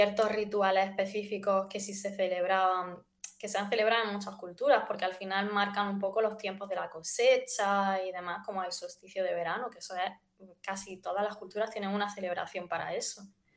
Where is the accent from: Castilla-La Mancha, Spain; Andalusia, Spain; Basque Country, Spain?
Andalusia, Spain; pues yo por ejemplo que soy de Andalucía, para mí lo de que te den una ramita de romero para la suerte es como muy común.